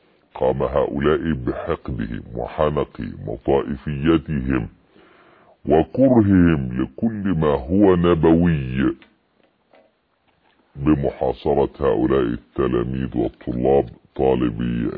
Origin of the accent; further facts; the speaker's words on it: Egypt; يعني عندنا في مصر لو قلت الكلام ده يضربون بالنعال